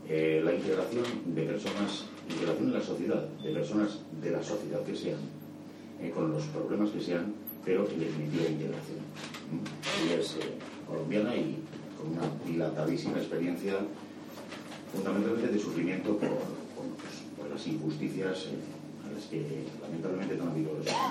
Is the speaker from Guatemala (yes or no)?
no; Bilbao, Basque Country, Spain; me he recuperado solo porque soy de Santucho Bilbao